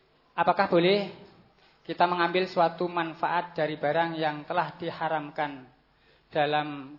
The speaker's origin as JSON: {"language": "Indonesian", "town": "Comal", "region": "Central Java", "country": "Indonesia", "said": "berasal dari Balutan Purwoharjo, Kecamatan Comal, Kabupaten Pemalang, Jawa Tengah."}